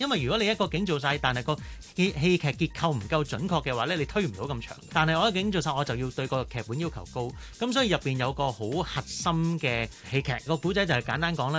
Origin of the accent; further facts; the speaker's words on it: China; 但系我哋中国人食饭咧，夜晚你点都要出嚟嘅